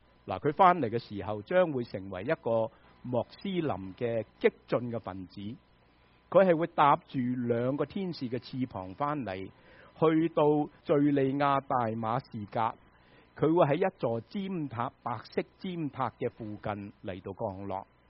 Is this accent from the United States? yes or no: yes; United States; 我们美国人就最认识交税了，是吗？